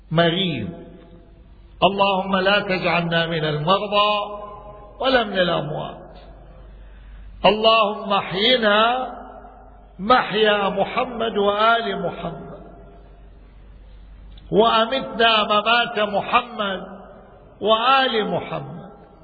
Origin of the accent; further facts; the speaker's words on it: Najaf, Najaf Governorate, Iraq; عرفني أنا من العراق من النجف الأشرف